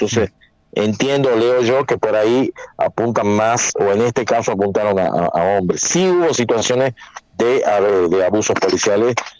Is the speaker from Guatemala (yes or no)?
no; Tucumán, Argentina; Yo vivo desde que soy muy pequeño, no nací en Tucumán, pero me considero tucumano